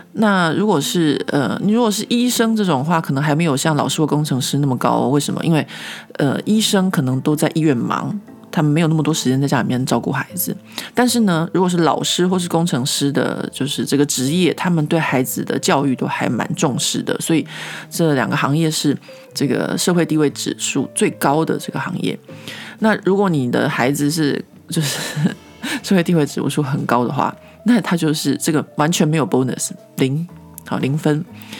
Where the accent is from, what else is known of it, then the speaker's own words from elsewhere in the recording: Taiwan; 我觉得就是身为一个台湾人听到应该会觉得非常非常的夸张